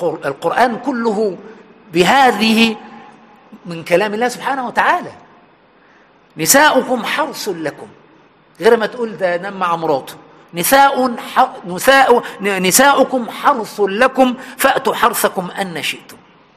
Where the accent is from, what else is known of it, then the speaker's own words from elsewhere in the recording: Egypt; عندنا في مصر سبحان وإحنا عيال صغيرة يعني 4 5 6 سنين